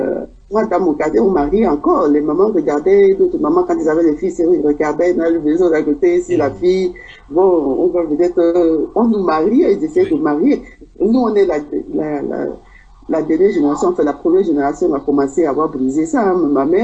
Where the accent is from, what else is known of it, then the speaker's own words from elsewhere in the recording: Douala, Littoral, Cameroon; Mais la plupart, moi, de ma région de Douala, parce que j'ai grandi à Bonaprison, hein, et j'ai passé mon enfance à Bonaprison